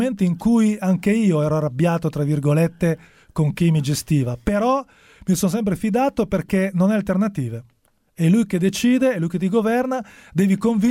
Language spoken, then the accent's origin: Italian; Genoa, Liguria, Italy; born there; da bambino sono nato a Genova, ero genoano.